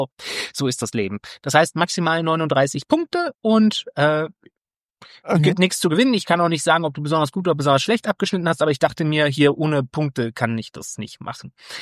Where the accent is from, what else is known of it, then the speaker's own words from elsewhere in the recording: Rhineland, Germany; Ich bin Rheinländer, ich kann kein MSCH hintereinander aussprechen, ohne da ein P oder ein T reinzumachen.